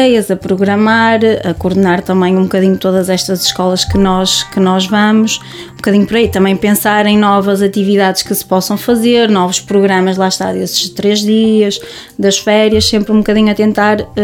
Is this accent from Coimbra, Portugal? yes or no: no; Guimarães, Braga, Portugal; tenho 28 anos e sou de Guimarães.